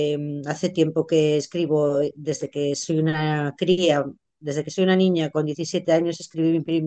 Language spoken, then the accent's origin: Spanish; Asturias, Spain; soy de Asturias, España, norte de España